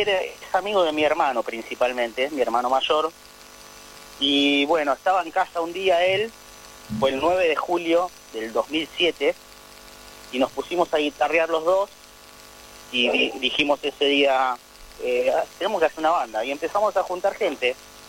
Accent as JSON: {"language": "Spanish", "town": "Berazategui", "region": "Buenos Aires Province", "country": "Argentina", "said": "Yo vivo en Berazategui, soy de Berazategui."}